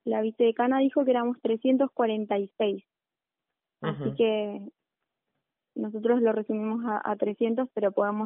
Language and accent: Spanish; General Roca, Río Negro, Argentina; Sí, yo soy de Roca.